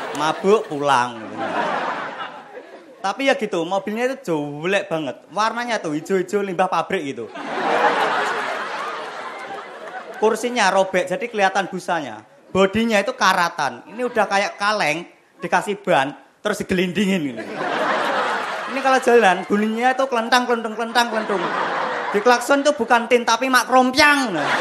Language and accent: Indonesian; Madiun, East Java, Indonesia; Perkenalkan … saya dari Madiun. Saya ini anaknya petani.